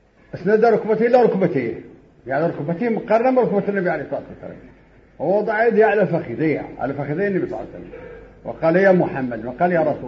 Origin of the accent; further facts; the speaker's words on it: Morocco; وهذا مجرب عندنا في المغرب وفي كل مكان